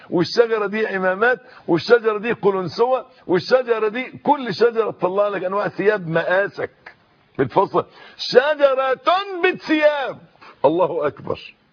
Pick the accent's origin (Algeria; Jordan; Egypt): Egypt; شجر النبق ده عندنا في مصر، أنا مش عارف شجر النبق ده في العالم